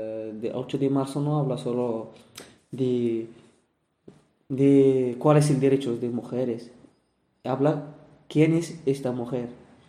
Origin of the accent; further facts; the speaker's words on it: Morocco; now in Spain; De Marruecos.